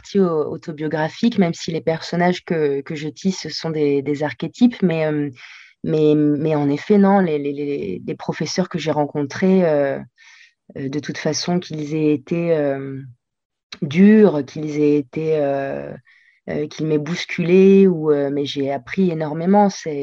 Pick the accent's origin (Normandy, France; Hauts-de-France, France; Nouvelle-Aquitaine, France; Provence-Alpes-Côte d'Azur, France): Provence-Alpes-Côte d'Azur, France; Nice; moved away as an adult; also born or lived in Argentina; now in Paris, France; Moi, je suis née en Argentine, mais… Avec mes parents, on est rentrés en France à l'âge de 2 ans et j'ai grandi à Nice. J'ai grandi à Nice jusqu'à mes 19 ans.